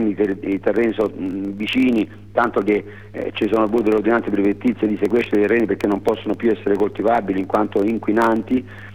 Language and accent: Italian; Apulia, Italy; Stamattina alle 11 ci sta un tavolo tecnico a 60 km dal mio paese, proprio a Gagliano del Capo